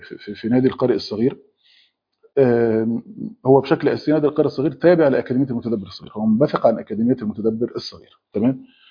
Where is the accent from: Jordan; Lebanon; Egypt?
Egypt; مثلا عندنا في مصر لما حصلت الحاجات اللي هي ما بين ايران وما بين اسرائيل دي